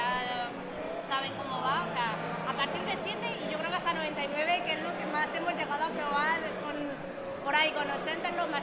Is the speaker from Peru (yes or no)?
no; Madrid, Community of Madrid, Spain; nosotros somos de Madrid